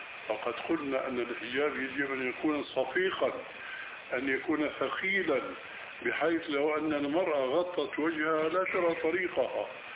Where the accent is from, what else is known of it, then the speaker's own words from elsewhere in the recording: Syria; ونحن ما قلنا ذلك كما يقولون عندنا بالشام تشليطا